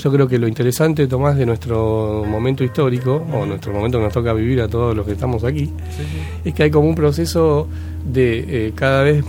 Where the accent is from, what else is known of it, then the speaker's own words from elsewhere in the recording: Buenos Aires, Argentina; como porteño no conocía cuáles eran realmente los motivos de tanta violencia social